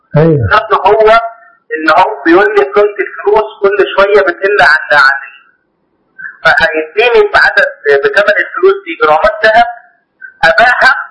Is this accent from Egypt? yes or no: yes; Minya, Minya Governorate, Egypt; انا من المنيا.